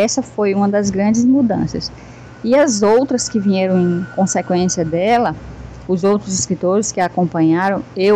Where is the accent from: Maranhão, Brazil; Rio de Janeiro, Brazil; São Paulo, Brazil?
Maranhão, Brazil; Santa Inês; moved away; also born or lived in São Luís; Eu nasci em São Luís do Maranhão, mas nessa época, eu estava com 5 anos, eu morava no interior dessa cidade, que era Santa Inês